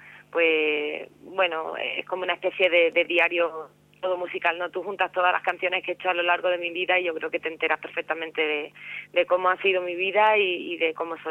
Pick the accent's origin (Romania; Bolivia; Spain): Spain; Cádiz, Andalusia; me dedico a componer, a cantar por Cádiz, por mi tierra, por los sitios de alrededor